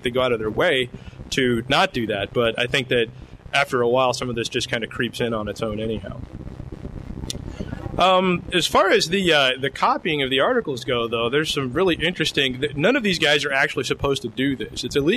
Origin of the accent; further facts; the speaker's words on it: Lexington, Kentucky, United States; the Lexington Herald Leader, which is my hometown newspaper